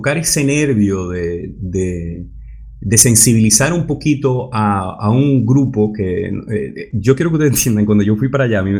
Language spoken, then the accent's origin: Spanish; Dominican Republic; Oye, mis rasgos son un poquito árabe. Aunque yo soy dominicano, mis rasgos son un poquito árabe.